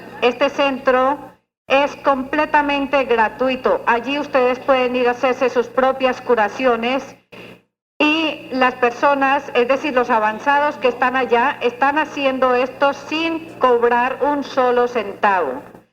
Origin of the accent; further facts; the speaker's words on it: Antioquia, Colombia; No abandono mi carrielito por nada del mundo porque soy muy antioqueña todavía, ¿no?